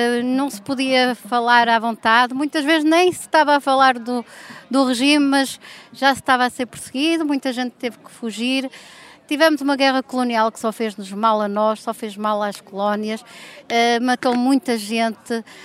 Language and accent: Portuguese; Braga, Portugal; Eu venho de Braga, sou do núcleo antifascista de Braga